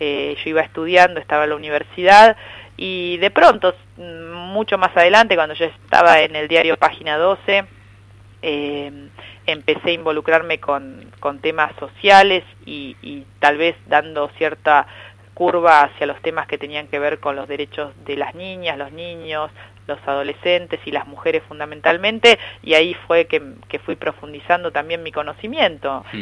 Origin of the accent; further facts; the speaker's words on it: Lomas de Zamora, Buenos Aires Province, Argentina; Soy oriunda de Lomas de Zamora, en el sur del conurbano bonaerense